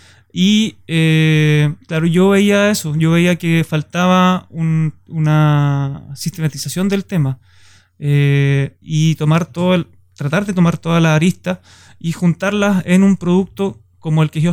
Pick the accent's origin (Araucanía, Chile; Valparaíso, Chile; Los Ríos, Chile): Los Ríos, Chile; Valdivia; Yo soy de Valdivia, estudio en Valdivia